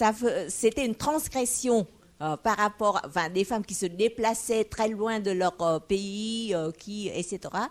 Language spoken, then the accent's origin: French; Vietnam; du Vietnam.